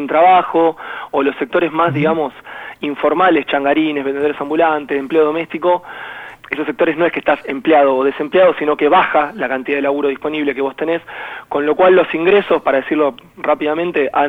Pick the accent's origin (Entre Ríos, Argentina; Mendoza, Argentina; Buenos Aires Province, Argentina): Buenos Aires Province, Argentina; Longchamps; yo soy de Longchamps, estoy muy cerquita de la toma, viví siempre acá, vengo de una familia obrera